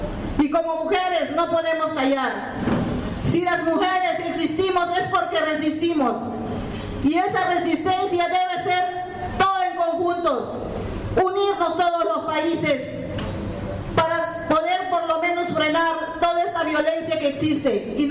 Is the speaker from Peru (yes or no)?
yes; Peru; los pueblos originarios Awajún, Huampis también somos peruanos, somos humanos, somos cristianos, tenemos sangre roja.